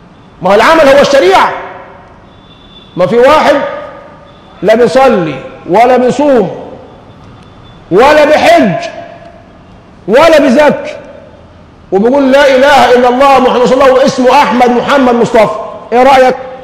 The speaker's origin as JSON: {"language": "Arabic", "country": "Egypt", "said": "احنا للان النازمه دي ماسكه في لساننا كمصريين"}